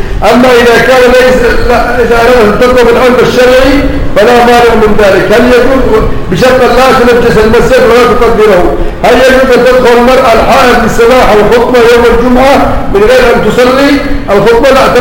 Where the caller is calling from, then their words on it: Yemen; السلام عليكم جميعا، نحن في اليمن من اليمن